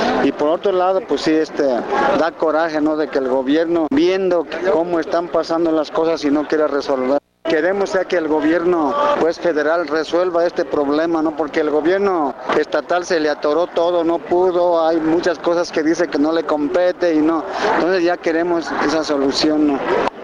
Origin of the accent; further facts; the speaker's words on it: Cherán, Michoacán, Mexico; Soy comunero de Cherán, del estado de Michoacán, el pueblo Purépecha.